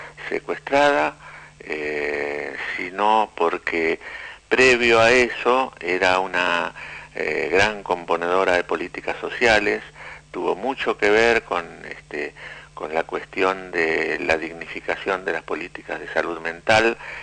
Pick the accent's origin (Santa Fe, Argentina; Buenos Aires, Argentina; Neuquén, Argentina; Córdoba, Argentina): Buenos Aires, Argentina; soy psicólogo de Buenos Aires, de la capital federal